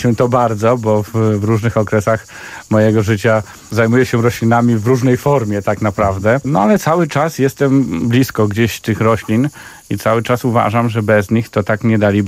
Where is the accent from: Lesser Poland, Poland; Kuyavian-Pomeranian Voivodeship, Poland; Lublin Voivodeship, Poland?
Kuyavian-Pomeranian Voivodeship, Poland; wychowałem się w malutkiej miejscowości na Kujawach, więc tam od dziecka, miejscowości otoczonej lasami